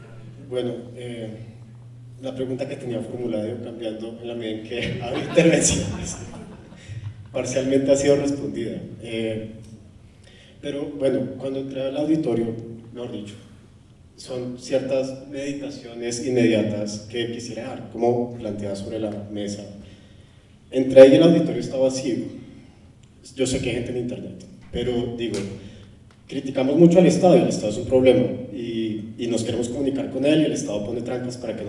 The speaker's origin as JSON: {"language": "Spanish", "country": "Colombia", "said": "siendo colombiano"}